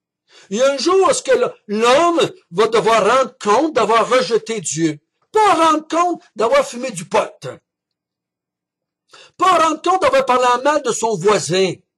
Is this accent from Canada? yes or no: yes; Quebec, Canada; born there; Moi, je suis né au Québec en 1950, donc j'ai été élevé dans une famille catholique.